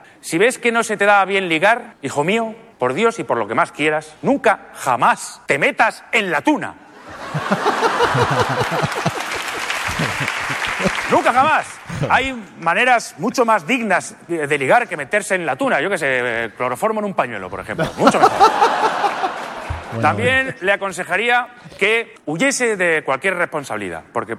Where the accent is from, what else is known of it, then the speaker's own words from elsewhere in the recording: Albacete, Castilla-La Mancha, Spain; Porque yo soy de Albacete.